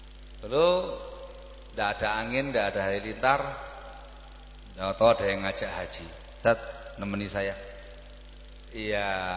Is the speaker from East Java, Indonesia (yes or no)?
yes; Gresik, East Java, Indonesia; kita orang Gresik.